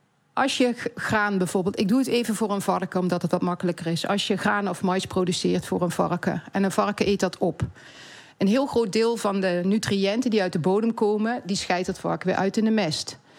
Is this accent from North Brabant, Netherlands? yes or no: no; Limburg, Netherlands; Ik kom uit Zuid-Limburg, dus ik ken een beetje het platteland.